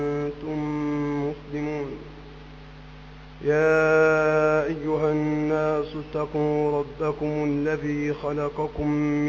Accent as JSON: {"language": "Arabic", "country": "Egypt", "said": "هذه الفرقة موجودة تنتشر في كل مكان في بلدنا مصر"}